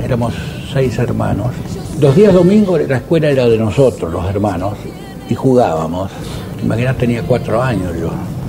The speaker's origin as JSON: {"language": "Spanish", "region": "Santa Fe", "country": "Argentina", "tie": "born there", "said": "Bueno, nací en Santa Fe, mi padre era maestro de escuela."}